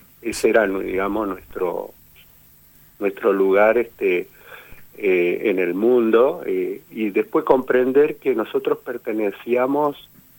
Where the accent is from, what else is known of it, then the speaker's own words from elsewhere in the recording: San Francisco Solano, Buenos Aires Province, Argentina; Teníamos una cierta vergüenza de decir que éramos de San Francisco Solano, ¿no?